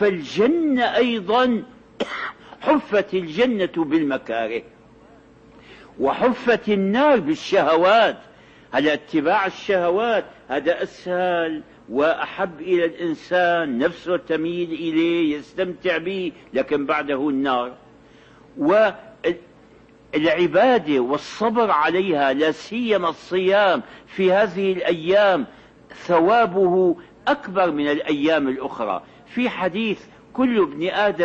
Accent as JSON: {"language": "Arabic", "country": "Syria", "said": "التراويح هذه كانت عندنا في الشام في أول أمر"}